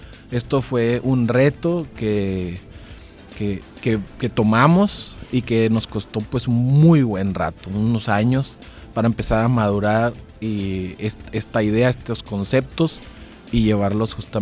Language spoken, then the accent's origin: Spanish; Hermosillo, Sonora, Mexico; Sí, estoy de aquí en Hermosillo y pues parte de mi vida, o la gran parte de mi vida, hasta egresar de la licenciatura en ingeniería geológica en Chihuahua. Entonces, soy nacido aquí en Hermosillo.